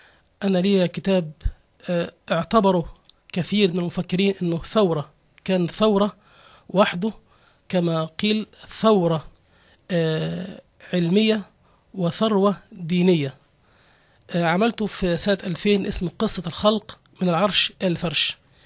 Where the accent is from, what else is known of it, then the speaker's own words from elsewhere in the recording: Egypt; born there; عربي مولود في مصر وعيش في الأسكندرية، أدين بالإسلام وأحترم المسيحية واليهودية، أعتز بالدين وأتقبل من لا دين له.